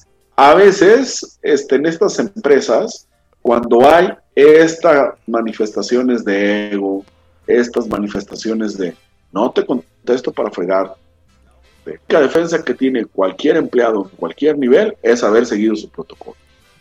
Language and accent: Spanish; Mexico; ninguno de nosotros, como buenos mexicanos, no leemos ni los protocolos ni los manuales y no los seguimos.